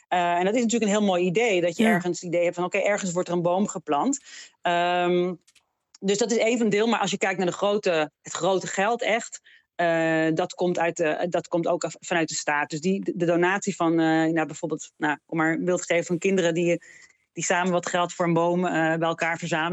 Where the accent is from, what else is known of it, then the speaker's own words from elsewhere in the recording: Israel; born there; Dutch is a second language; ik ben in Israël geboren. En dat was zeker toen, maar nu nog steeds, heel erg gebruikelijk.